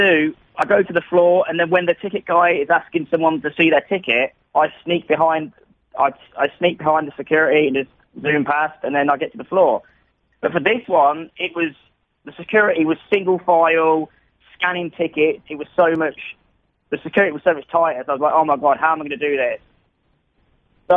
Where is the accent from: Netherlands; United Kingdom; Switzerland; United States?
United Kingdom; Stamford, East Midlands; Yeah, I'm 32 years old. I'm from a town called Stamford in the UK, like about an hour away from London, and I'm a barman.